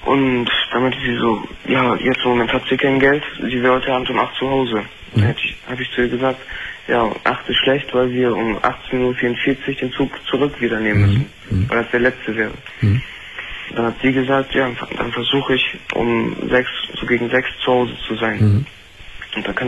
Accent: Wilhelmshaven, Lower Saxony, Germany; now in Münster, Germany; Ja, wo ich herkomme.

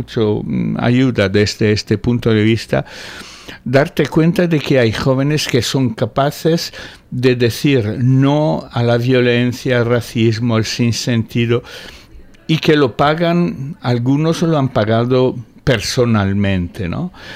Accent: Italy; Spanish is a second language; now in Spain; Cuando volví a... Yo soy italiano. Cuando volví a Italia por vacaciones

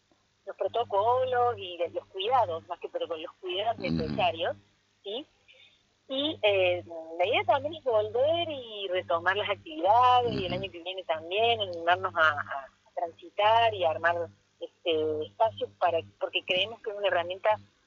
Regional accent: Córdoba, Argentina; Hemos sido compañeras de la facultad, somos cordobesas

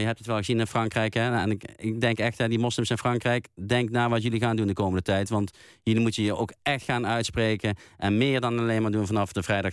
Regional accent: Netherlands; ik ben ook gewoon Nederlander, maar ik ben ook nog een keer Marokkaan, ook nog een keer.

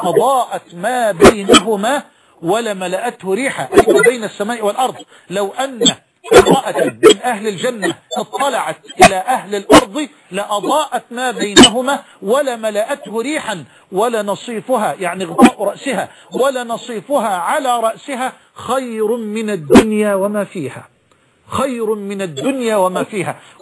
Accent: Egypt; يمكن حتى مش لقي عجلة عندنا في مصر

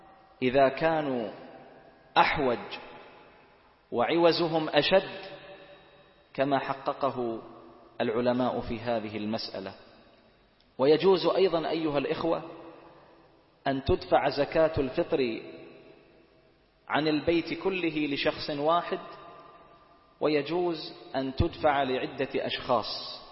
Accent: Bahrain; يجزئ عندنا في البحرين صاع من الرز، وهو غالب قوت بلد البحرين

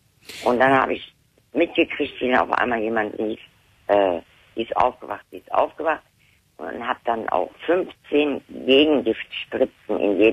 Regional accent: Lower Saxony, Germany; born there; Da bin ich dann aber nicht mehr in Niedersachsen, da bin ich dann hier nach Nordrhein. Ich bin ja in Niedersachsen auch geboren.

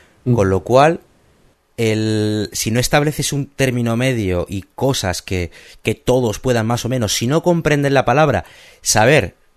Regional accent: Spain; que somos todos de España. Somos 7 españoles y un venezolano

